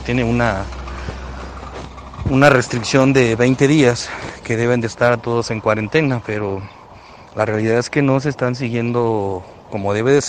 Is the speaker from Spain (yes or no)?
no; Mexico; como mexicano, y ver la situación social de la gente